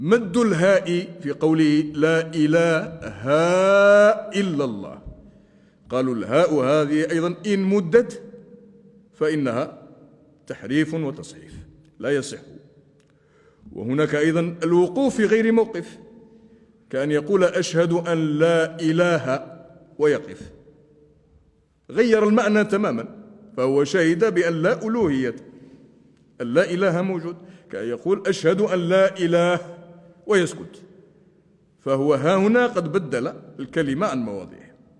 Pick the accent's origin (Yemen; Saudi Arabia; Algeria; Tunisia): Algeria; Laghouat, Laghouat Province; حتى علماء بلدتنا الأغواط كانوا يفعلون هذا